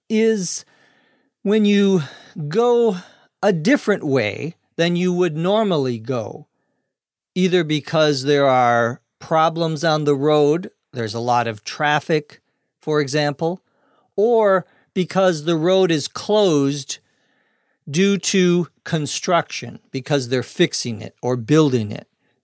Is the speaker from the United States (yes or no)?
yes; Minnesota, United States; runs in the middle of the United States through my home state of Minnesota.